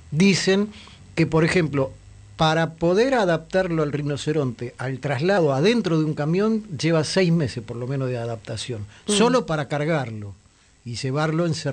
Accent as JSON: {"language": "Spanish", "region": "Buenos Aires", "country": "Argentina", "said": "obviamente, para quienes somos de la Ciudad de Buenos Aires"}